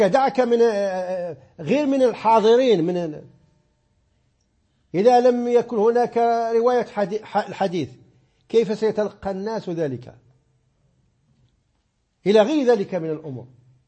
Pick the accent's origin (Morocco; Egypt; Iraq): Morocco; Oriental; عندنا في الريف حتى لا أعمم، عندنا في قبيلة كبدانة عندنا أربع أذانات.